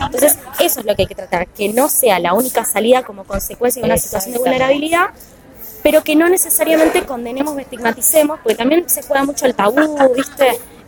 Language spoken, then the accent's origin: Spanish; Buenos Aires, Argentina; Somos de Capital.